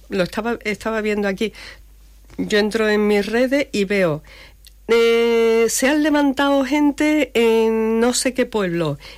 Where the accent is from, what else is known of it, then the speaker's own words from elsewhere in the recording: Cuba; pero en mi país que no me lo toque una bota de Estados Unidos. Uh-huh. Eso en Cuba es...